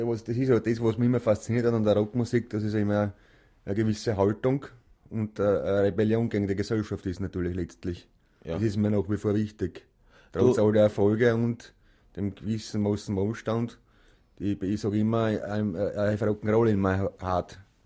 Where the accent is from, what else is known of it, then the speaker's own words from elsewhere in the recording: Burgenland, Austria; now in Graz, Austria; ich bin kein Wiener. Ich bin eigentlich Burgenländer, aber ich wohne jetzt schon seit über 30 Jahren in Graz, im schönen Graz.